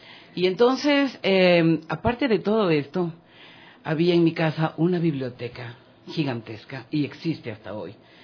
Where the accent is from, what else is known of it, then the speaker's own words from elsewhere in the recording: Quito, Pichincha, Ecuador; Yo fui hija única, nací en Quito, en una casa del centro histórico que pasaba en esa época de los 200 años de construida.